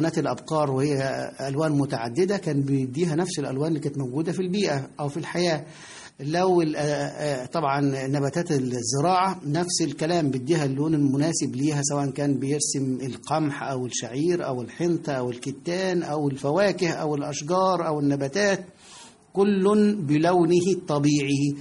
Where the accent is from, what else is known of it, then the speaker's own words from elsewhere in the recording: Egypt; ولا تزال هذه الفكرة موجودة لدينا كمصريين، مصر هي أحسن بلد في العالم بالنسبة لنا،